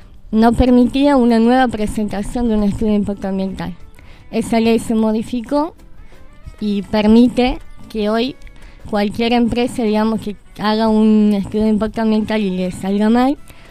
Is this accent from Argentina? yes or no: yes; San Martín, Argentina; now in Córdoba, Argentina; yo, como decía, soy de San Martín, pero vivo en Córdoba